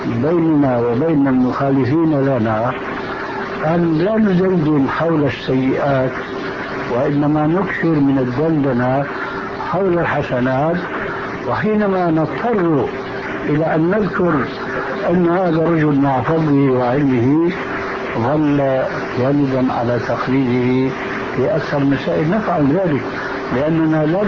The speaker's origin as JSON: {"language": "Arabic", "country": "Syria", "said": "وأنا كما يقولون عندنا في سوريا العبد الفقير"}